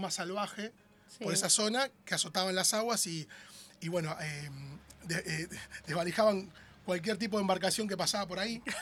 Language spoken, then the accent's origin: Spanish; José León Suárez, Buenos Aires Province, Argentina; Yo soy de José Lón Suárez.